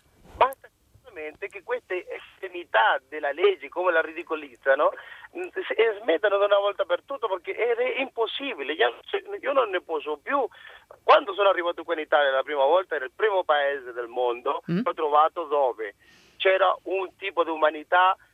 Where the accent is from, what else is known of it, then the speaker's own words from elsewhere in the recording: Chile; Italian is a second language; Dal Cile.